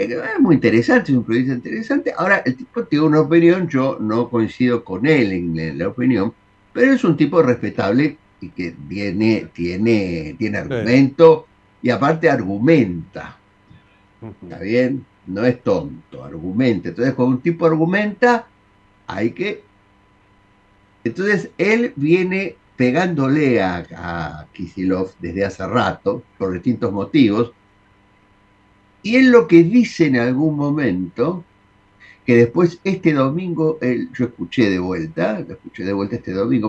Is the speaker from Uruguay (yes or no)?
no; Salta, Argentina; porque es salteño, nosotros también somos salteños.